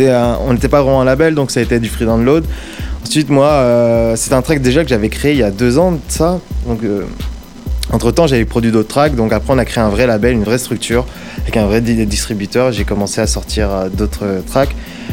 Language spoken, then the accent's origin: French; Vitry, France; en gros moi je viens de Vitry et j'ai des amis